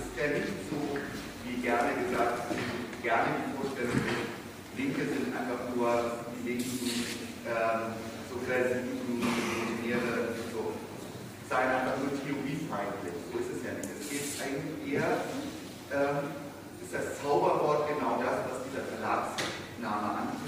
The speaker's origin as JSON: {"language": "German", "region": "Hamburg", "country": "Germany", "said": "ich komme ja aus Hamburg und bin dort assoziiert in der Hamburger Studienbibliothek."}